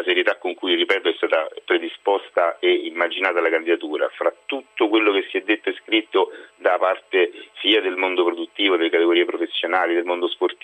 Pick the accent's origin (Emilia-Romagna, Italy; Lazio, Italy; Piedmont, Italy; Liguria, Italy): Lazio, Italy; Rome; Ma guardi, da romano, da italiano e da amministratore, nonché da sportivo, io mi aspetto un sì